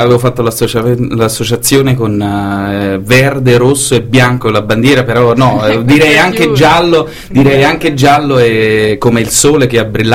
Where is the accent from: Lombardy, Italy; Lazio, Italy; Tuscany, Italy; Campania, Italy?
Campania, Italy; Salerno; moved away as an adult; now in Brussels, Belgium; Io sono originario di Salerno